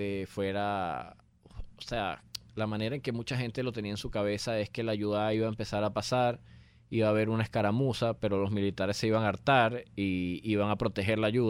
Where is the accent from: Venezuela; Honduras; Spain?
Venezuela; somos los ciudadanos venezolanos, somos la ciudadanía venezolana luchando contra un tirano